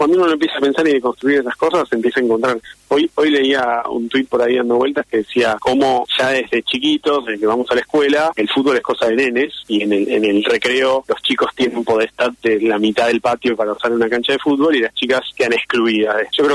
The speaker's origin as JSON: {"language": "Spanish", "region": "Buenos Aires", "country": "Argentina", "said": "yo soy porteño"}